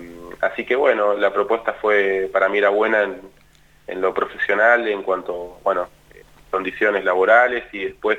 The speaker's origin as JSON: {"language": "Spanish", "town": "Mar del Plata", "region": "Buenos Aires Province", "country": "Argentina", "tie": "born or raised there", "said": "Yo en realidad nací en Buenos Aires, en Capital Aires. Federal, pero desde muy chiquitito me fui a vivir a Mar del Plata y soy, la realidad es que soy de Mar del Plata."}